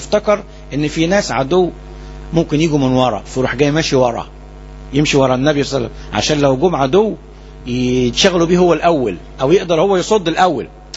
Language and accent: Arabic; Alexandria, Alexandria Governorate, Egypt; احنا كلنا اسكندرانية